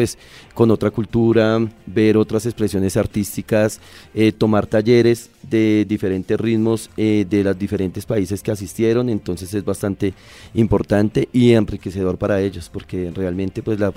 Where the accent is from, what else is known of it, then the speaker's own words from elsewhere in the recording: Colombia; es algo que a veces uno como colombiano no dimensiona